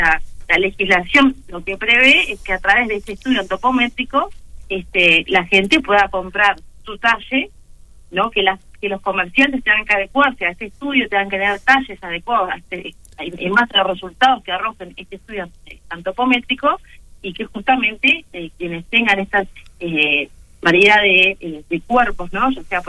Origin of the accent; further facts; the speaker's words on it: Uruguay; saber qué talles somos los uruguayos